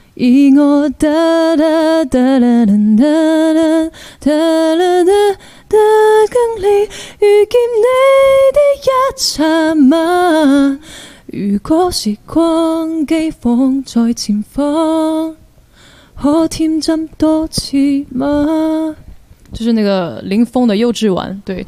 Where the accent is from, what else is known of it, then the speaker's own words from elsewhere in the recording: Guangxi, China; 我是广西人，但是也不是不行。